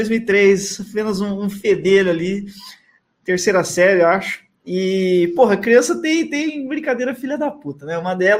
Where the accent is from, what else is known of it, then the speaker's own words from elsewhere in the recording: São Roque, São Paulo, Brazil; que a gente é de São Roque. São Roque. A gente é de São Roque, originalmente.